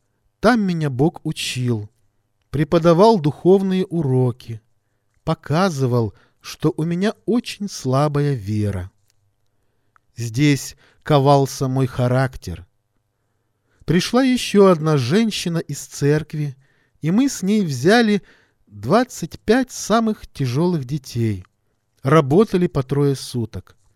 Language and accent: Russian; Dushanbe, Tajikistan; мне пришлось оставить труд, который я совершала в моем родном городе Душанбе.